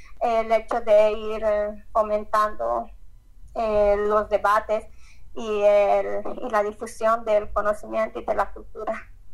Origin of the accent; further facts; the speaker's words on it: Bolivia; en mi país hay mucha discriminación Yo soy de Bolivia